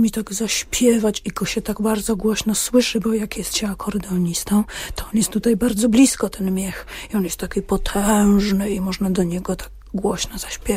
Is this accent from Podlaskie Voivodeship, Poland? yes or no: yes; Podlaskie Voivodeship, Poland; No, ja jestem właśnie z Podlasia